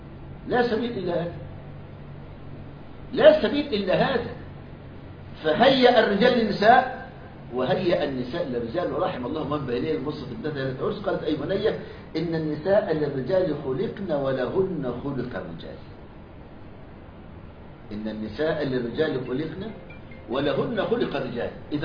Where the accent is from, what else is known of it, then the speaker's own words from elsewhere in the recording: Egypt; قالها كبير النصارى عندنا في مصر،